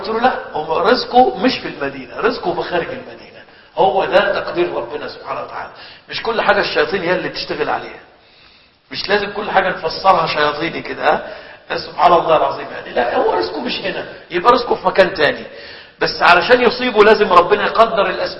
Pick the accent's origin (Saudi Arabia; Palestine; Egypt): Egypt; كان عندنا في مصر حاجة اسمها الحمامات العامة